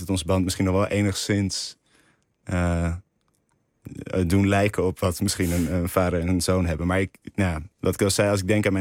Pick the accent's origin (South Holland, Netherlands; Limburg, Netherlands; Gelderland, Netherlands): South Holland, Netherlands; Rotterdam; ja, dat was het te onrustig in Rotterdam, waar ik vandaan kom.